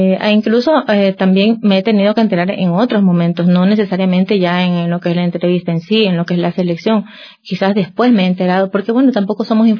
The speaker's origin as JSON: {"language": "Spanish", "town": "Guayaquil", "region": "Guayas", "country": "Ecuador", "said": "Yo vivo en Guayaquil, yo soy de Guayaquil"}